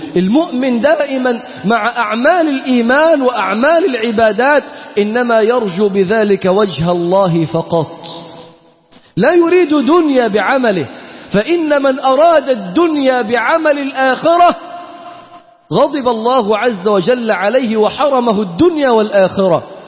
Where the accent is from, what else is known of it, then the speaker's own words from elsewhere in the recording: Egypt; أنت منين؟ تقول له: أنا من مصر.